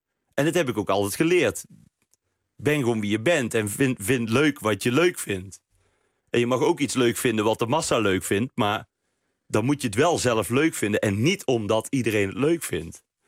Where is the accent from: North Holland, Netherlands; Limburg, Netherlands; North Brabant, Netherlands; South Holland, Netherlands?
North Brabant, Netherlands; Best; Ik kwam uit Best, hè?